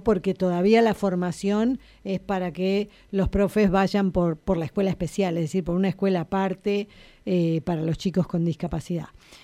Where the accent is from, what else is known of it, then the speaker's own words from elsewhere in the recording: Río Turbio, Santa Cruz, Argentina; also born or lived in Río Gallegos / Spain; now in La Plata, Argentina; la primaria y la secundaria la estudié en mi pueblo, que es Río Turbio, en Santa Cruz. El primer profesorado de primaria lo hice en Río Gallegos, en Santa Cruz. Y el otro profesorado en discapacidad ya estaba acá y lo cursé en La Plata.